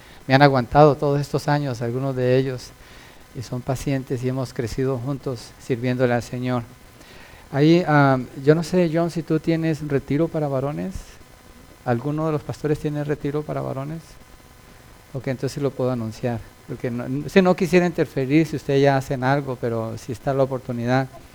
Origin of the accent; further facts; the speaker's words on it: Colombia; moved away; also born or lived in Milpitas, United States; Yo viví en Milpitas cuando llegué de Colombia, hace, en el año del caldo. Oh, de veras, en el 90 viví en Milpitas. Era chiquito, solo